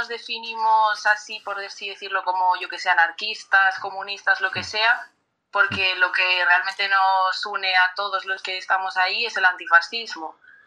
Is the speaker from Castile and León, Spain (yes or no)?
yes; Valladolid, Castile and León, Spain; Pues somos un colectivo juvenil, somos de Valladolid.